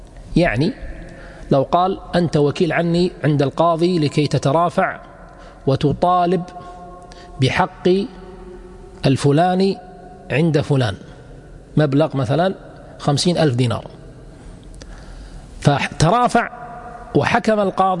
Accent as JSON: {"language": "Arabic", "country": "Kuwait", "said": "ما يسمى عندنا في الكويت مثلا الوكالة العامة هي ليست عامة في الحقيقة"}